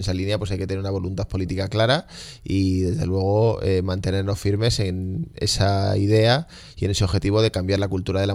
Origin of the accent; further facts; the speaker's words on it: Madrid, Community of Madrid, Spain; Tanto yo como cualquier madrileño o madrileña que quiera utilizar